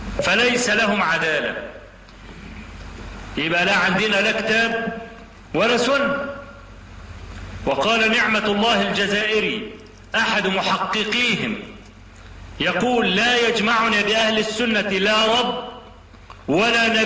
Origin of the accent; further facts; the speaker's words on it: Egypt; ده شغلته ايه هنا عندنا في مصر؟